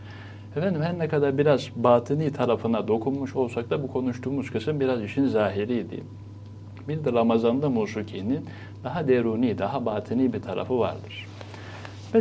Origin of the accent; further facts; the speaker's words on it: Bursa, Turkey; Ki elan biz Bursalıyız mesela bizim Bursa'da da bütün bir şehir bir evliya etrafında kurulur.